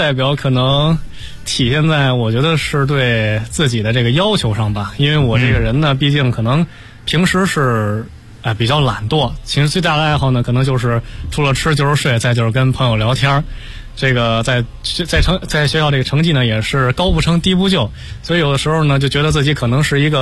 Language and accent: Chinese; Beijing, China; 虽然我是北京人啊，但是我一直觉得北京是一个特别有包容性的城市